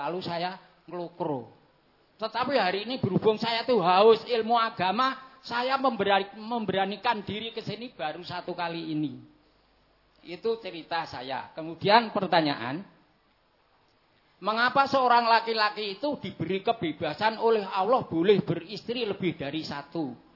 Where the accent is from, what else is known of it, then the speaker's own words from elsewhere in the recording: Gunung Kidul, Special Region of Yogyakarta, Indonesia; karena saya dari Gunung Kidul, Cedak Watu, atau Ratu